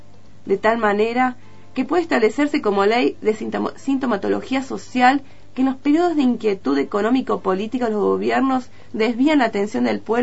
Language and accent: Spanish; Córdoba, Argentina; Yo soy de Córdoba capital